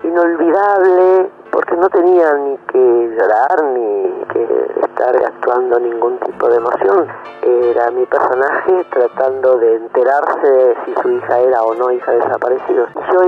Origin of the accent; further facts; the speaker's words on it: Argentina; nuestra historia y nuestra vida como argentinos